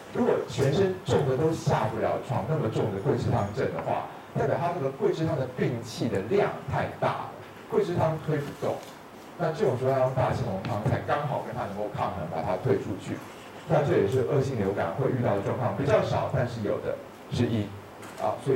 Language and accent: Chinese; Taiwan; 尤其我们台湾人